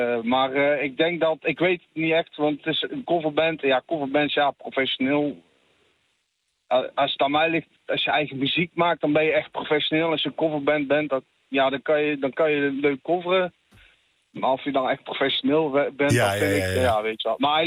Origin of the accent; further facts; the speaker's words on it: Made, North Brabant, Netherlands; Ik kom zelf uit Maden. Dus ja, daar ligt er een stukje vandaan.